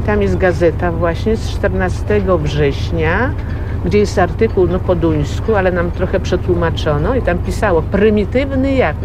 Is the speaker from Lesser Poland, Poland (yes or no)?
no; Kętrzyn, Warmian-Masurian Voivodeship, Poland; also born or lived in Grodno, Belarus; Przyjechaliśmy tu na ziemię odzyskane do Kętrzyna.